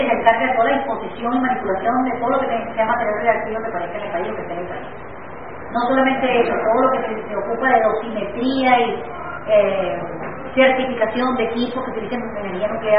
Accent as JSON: {"language": "Spanish", "country": "Venezuela", "said": "es importante que nosotros, como venezolanos, la entendamos como nuestro patrimonio y la defendamos"}